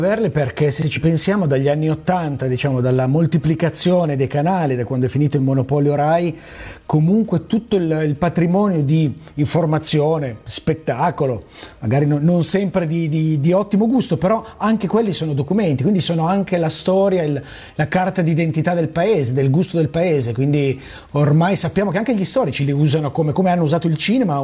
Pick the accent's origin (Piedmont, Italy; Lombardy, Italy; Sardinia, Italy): Piedmont, Italy; Biella; born there; Io sono nato a Biella, dove è nata la prima TV libera all'epoca